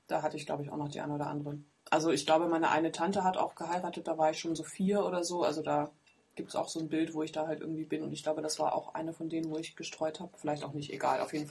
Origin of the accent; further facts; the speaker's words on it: East Germany, Germany; ich bin ja Ossi, ne? Dementsprechend ist meine Verwandtschaft, sind auch alles Ossis.